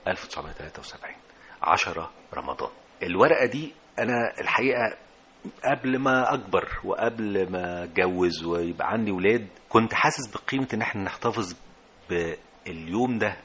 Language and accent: Arabic; Alexandria, Alexandria Governorate, Egypt; أنا من اسكندرية، وأنا جامعتي كنت في منتصف الثمانينات،